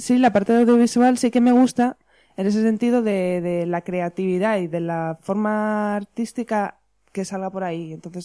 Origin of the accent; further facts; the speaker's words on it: Asturias, Spain; also born or lived in Madrid; A pesar de volver a Asturias, era volver a empezar